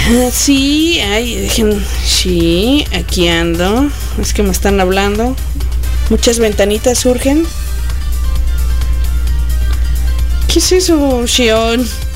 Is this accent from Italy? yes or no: no; Mexico; Sí, sí, soy una mexicana rara.